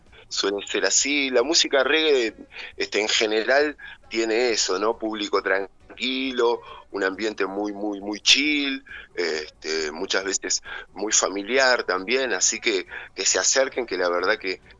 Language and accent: Spanish; Montevideo, Uruguay; now in Capilla del Monte, Argentina; Somos músicos de otros lugares, de Rosario, de Buenos Aires, yo soy de Montevideo, Uruguay, y bueno, nos vinimos a vivir con nuestras familias y nos conocimos acá en Capilla